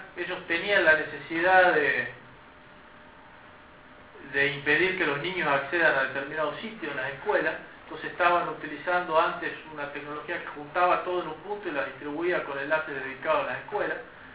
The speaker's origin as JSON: {"language": "Spanish", "town": "Campo Santo", "region": "Salta", "country": "Argentina", "said": "soy de Camposanto. Camposanto es un pueblito de 6.000 habitantes que está a 40, 50 kilómetros de Salta."}